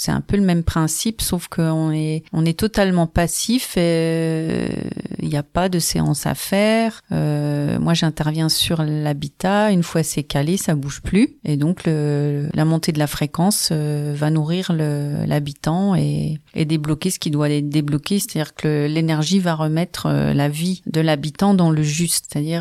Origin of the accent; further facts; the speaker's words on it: Remiremont, Grand Est, France; je suis vosgienne, je suis née à Remiremont il y a de ça plusieurs décennies.